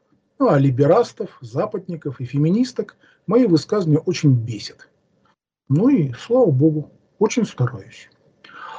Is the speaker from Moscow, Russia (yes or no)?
no; Amur Oblast, Russia; also born or lived in Russian Far East; now in Saint Petersburg, Russia; Родился на Дальнем Востоке, в школьные годы жил в Амурской области, с 79 года постоянно живу в Ленинграде.